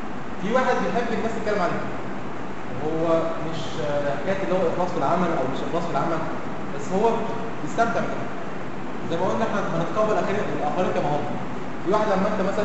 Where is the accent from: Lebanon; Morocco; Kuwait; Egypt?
Egypt; بنقول عليه احنا كمصريين اسمه المدد